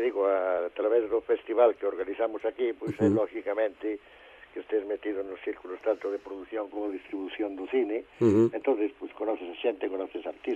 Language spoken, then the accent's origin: Galician; A Fonsagrada, Galicia, Spain; Hombre, non deixa de ser a miña aldea, de ser o meu povo, e gustame moito ir ali.